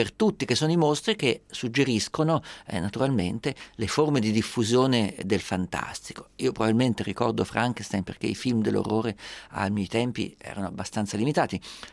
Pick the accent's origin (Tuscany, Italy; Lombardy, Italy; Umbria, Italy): Umbria, Italy; Perugia; io sono perugino